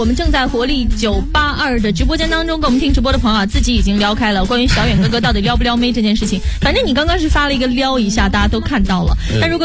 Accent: Shaanxi, China; 我是陕西的。

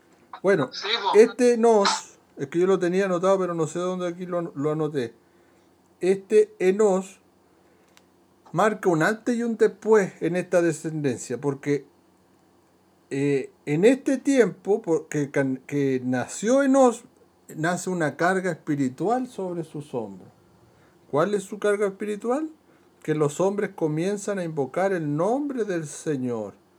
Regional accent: Chile; Busquen cuántos éramos en el, como chilenos, cuántos éramos en el 1800

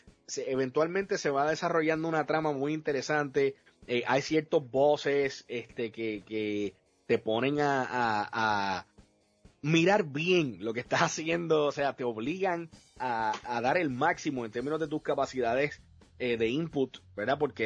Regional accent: Puerto Rico; Entonces yo obviamente como buen puertorriqueño asocio la playa con el vacilón de verano, ¿no?

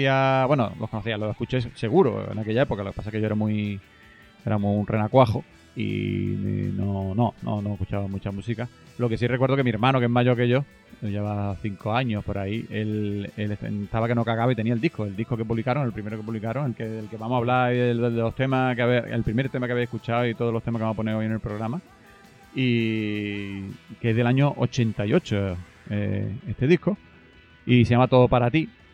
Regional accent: Málaga, Andalusia, Spain; Todos que son de Málaga, somos de Málaga, claro, sabemos estas cositas.

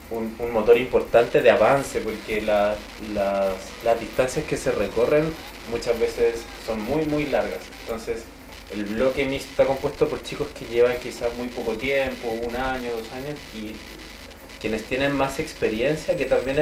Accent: Cusco, Peru; born there; Yo nací en Cusco.

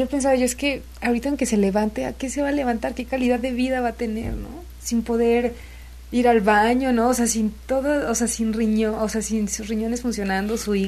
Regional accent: Xalapa, Veracruz, Mexico; also born or lived in Córdoba; Yo nací en el puerto de Veracruz.

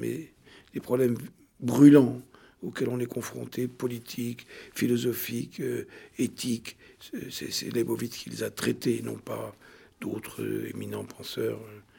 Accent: Tunisia; born there; me réconcilier avec mon pays natal, la Tunisie, que j'aime beaucoup et où je vais fréquemment.

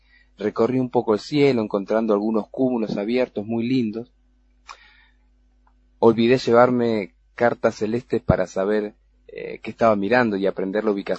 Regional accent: Ushuaia, Tierra del Fuego, Argentina; Sí, yo nací acá en Ushuaia. Son de los que llaman NIC, nacidos y criados.

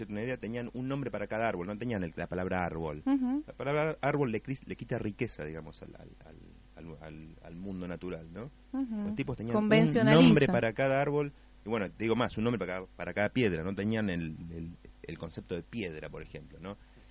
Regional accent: Pilar, Buenos Aires Province, Argentina; now in El Bolsón, Argentina; Por zona de Pilar. Uh-huh. Y me acuerdo que me crié un entorno muy salvaje en eso, ¿no? De estar mucho contacto con la naturaleza, de estar trepado a árboles, armarme una choza, comer frutas

